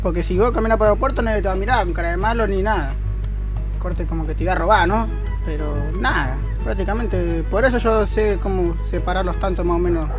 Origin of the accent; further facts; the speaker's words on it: La Plata, Buenos Aires Province, Argentina; Pero prácticamente yo soy de Villa Elvira, pero después me pasé para el BA.